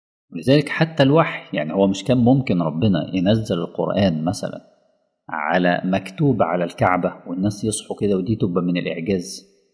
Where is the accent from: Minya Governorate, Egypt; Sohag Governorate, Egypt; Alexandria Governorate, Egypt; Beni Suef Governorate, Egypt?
Alexandria Governorate, Egypt; Alexandria; يعني في أولاد كتير جدا مثلا في مدينتي في الأسكندرية